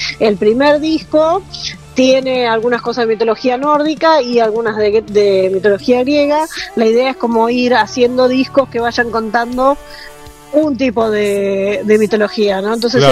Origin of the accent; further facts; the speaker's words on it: Buenos Aires, Argentina; born there; Nací de Buenos Aires, sí